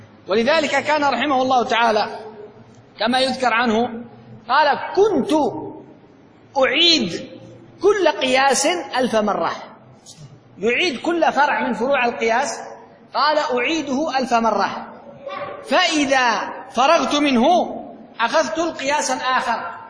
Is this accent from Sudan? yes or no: no; Yemen; عندنا في اليمن